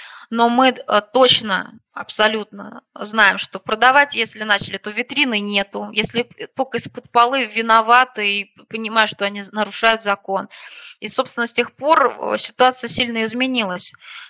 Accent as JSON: {"language": "Russian", "region": "Moscow", "country": "Russia", "lives_now": "Odintsovo, Russia", "said": "Я когда появилась в этом городе, в Одинцово, я сама из Москвы"}